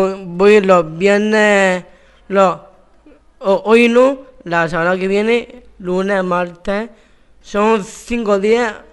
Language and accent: Spanish; Murcia, Region of Murcia, Spain; soy de Murcia